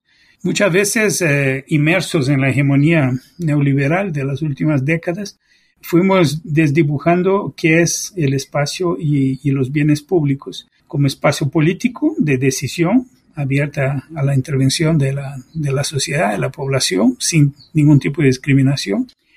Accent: Brazil; En el caso de Brasil, para dar un ejemplo de mi tierra natal

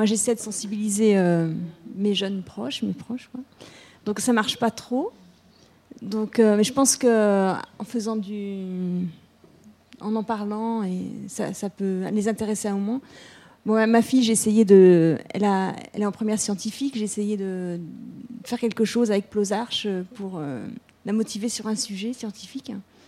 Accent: Plozévet, Brittany, France; je lui dis que je suis de Plozévette

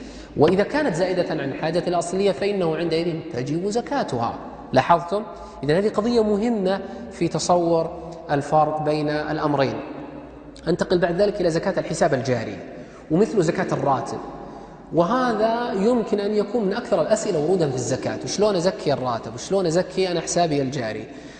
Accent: Saudi Arabia; بينما ذهبت اللجنة الدائمة عندنا في السعودية

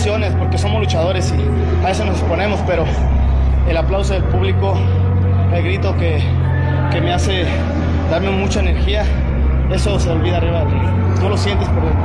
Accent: Jalisco, Mexico; Sí, pues, es mi tierra de Jalisco, ¿no?

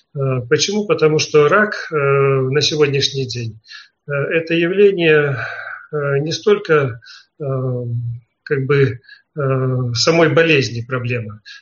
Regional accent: Belarus; now in Poland; я проживаю в Польше, родом я из Белоруссии

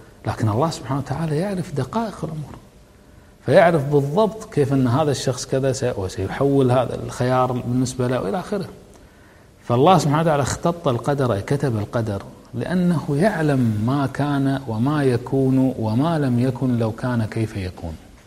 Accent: Kuwait; عندنا بالكويت نغمة متكررة كل يوم في الجرائد

